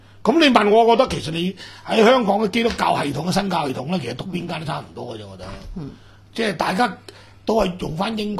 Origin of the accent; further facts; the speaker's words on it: Guangdong, China; 我哋廣東人